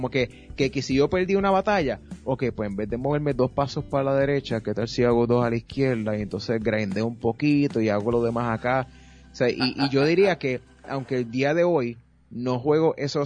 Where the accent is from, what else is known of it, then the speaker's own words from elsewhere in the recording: Bayamón, Puerto Rico; Yo soy de Bayamón, nativo de Bayamón, pero mis abuelos, que descansen en paz, eran de Utuado.